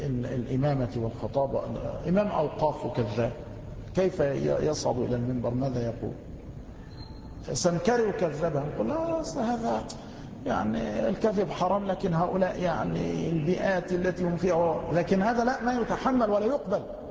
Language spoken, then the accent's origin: Arabic; Egypt; نحن نجد بعض الناس خاصة عندنا في مصر أصحاب البنطلونات